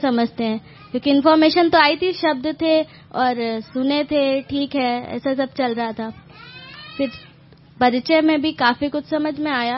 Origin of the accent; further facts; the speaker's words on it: Kanpur, Uttar Pradesh, India; मैं कानपुर से हूँ